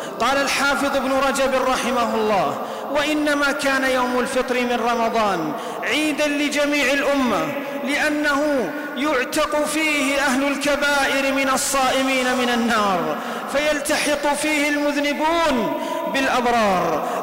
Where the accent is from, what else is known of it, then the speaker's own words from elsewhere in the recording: Saudi Arabia; وفي بلدنا المملكة العربية السعودية عجز العدو أن يخترق بلادنا عسكريا